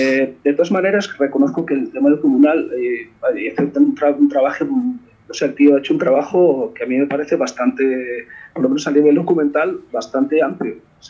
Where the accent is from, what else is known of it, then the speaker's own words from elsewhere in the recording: Asturias, Spain; A ver, yo soy de Asturias, y en Asturias teníamos que era una empresa pública de la minería, y era un jodido desastre.